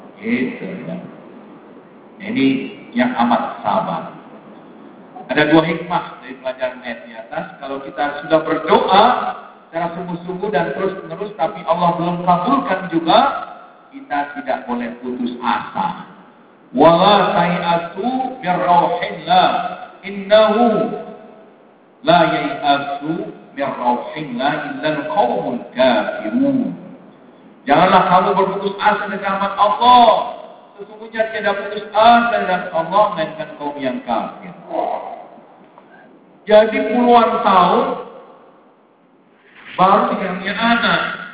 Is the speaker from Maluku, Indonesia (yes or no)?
no; Jakarta, Indonesia; Nah, ini saya orang Betawi ini gampang banget gitu.